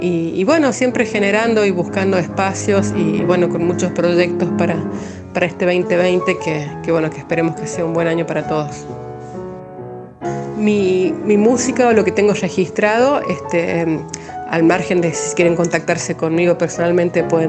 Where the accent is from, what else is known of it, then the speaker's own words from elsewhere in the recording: La Rioja, Argentina; now in La Bolsa, Argentina; Soy riojana, pero desde hace 15 años vivo en el Valle de Parabachasca, en La Bolsa más precisamente.